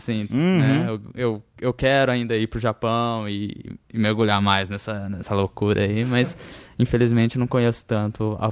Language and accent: Portuguese; São Paulo, Brazil; eu sou de São Paulo e sou descendente japonês